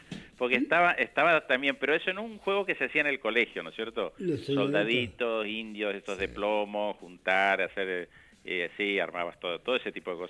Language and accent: Spanish; Bahía Blanca, Buenos Aires Province, Argentina; de chico viví en Bahía Blanca, viví en provincia de Buenos Aires, mis padres se mudaron un par de veces.